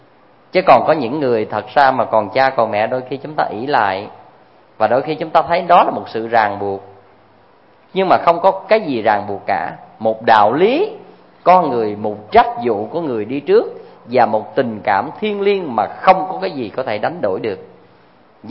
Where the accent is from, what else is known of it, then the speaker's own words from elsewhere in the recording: Tra On, Vĩnh Long, Vietnam; Hay dưới quê tôi á, ngang sông Trà Ôn nó có một cái cù lao cũng nên thơ lắm